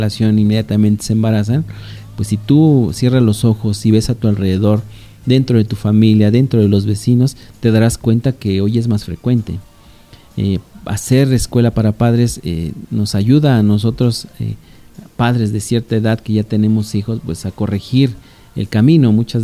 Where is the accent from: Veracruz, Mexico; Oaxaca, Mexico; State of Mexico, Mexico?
State of Mexico, Mexico; Valle de Chalco; todo lo que es Valle de Chalco, al menos que es el municipio de donde yo vengo